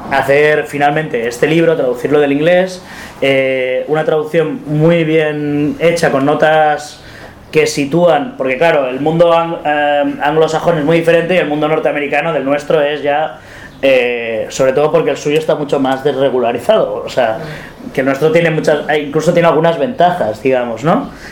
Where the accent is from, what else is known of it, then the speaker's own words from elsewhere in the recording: Barcelona, Catalonia, Spain; yo soy de Barcelona